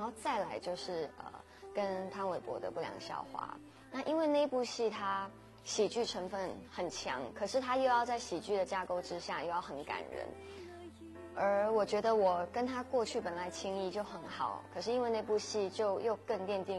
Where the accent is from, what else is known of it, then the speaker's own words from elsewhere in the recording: Guangdong, China; 因为自己也是广东人，所以也可以借这个机会让大家知道其实粤语也是我第二母语